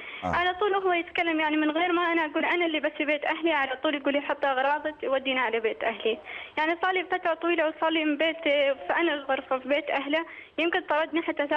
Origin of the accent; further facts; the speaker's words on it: Oman; انا من عمان وهو من الامارات.